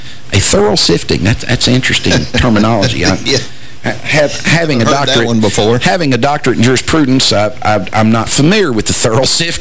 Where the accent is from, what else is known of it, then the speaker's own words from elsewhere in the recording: Hopkinsville, Kentucky, United States; interesting and noteworthy outcome in Hopkinsville, Kentucky, our neighbor to the north, which is actually my hometown.